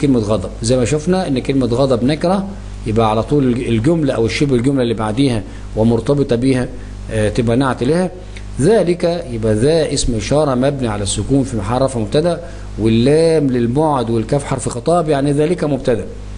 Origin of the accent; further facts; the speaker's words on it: Egypt; مصر التي يقصد بها بلادنا مصر